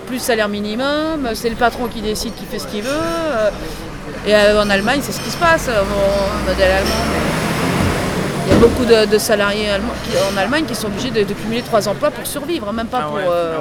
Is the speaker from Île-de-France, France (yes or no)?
yes; Île-de-France, France; born there; Non, j'ai jamais vécu à Paris, moi, j'ai toujours été en banlieue.